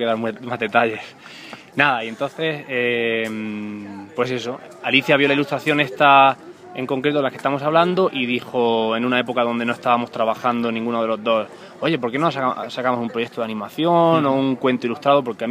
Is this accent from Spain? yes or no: yes; Caravaca, Region of Murcia, Spain; Volví en las vacaciones de Navidad a Murcia, a Caravaca, que es mi pueblo, y dije, tengo que rodar algo.